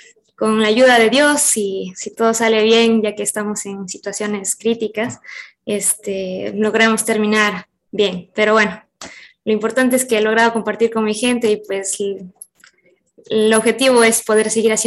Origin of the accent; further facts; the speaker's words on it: Catamayo, Loja, Ecuador; yo vengo de Catamayo, gente cálida, alegre